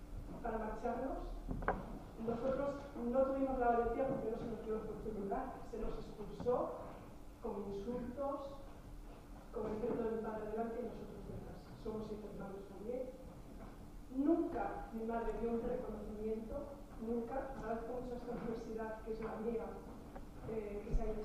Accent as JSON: {"language": "Spanish", "town": "Mondragón", "region": "Basque Country", "country": "Spain", "tie": "born or raised there", "said": "Yo crecí en Mondragón, cuna de muchas etapas"}